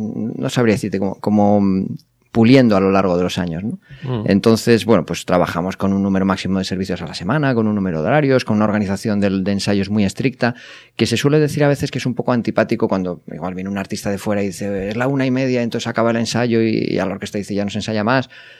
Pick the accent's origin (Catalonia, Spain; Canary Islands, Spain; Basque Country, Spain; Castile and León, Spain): Basque Country, Spain; Bilbao; born there; porque bueno, nací en Bilbao.